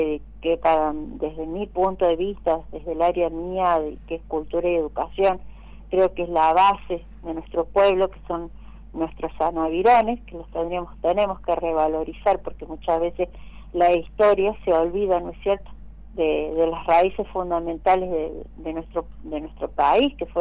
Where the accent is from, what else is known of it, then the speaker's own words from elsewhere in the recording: Buenos Aires, Argentina; now in La Dormida, Argentina; No soy de La Dormida, no soy nacida ni criada acá. Mis raíces son de Buenos Aires, claro.